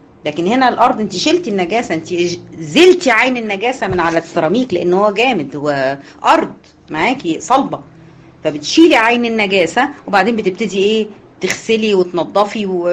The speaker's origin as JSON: {"language": "Arabic", "country": "Egypt", "said": "طبعا انتوا عارفين المشهور هنا عندنا في مصر"}